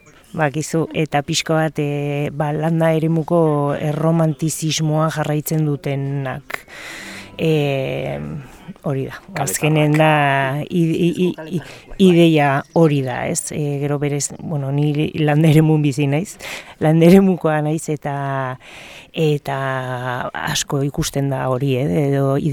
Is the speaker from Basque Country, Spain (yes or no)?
no; Lekunberri, Navarre, Spain; Lekunberritik nator, Beko Larrain Antzerki Kompainiatik, hemen Nafarroan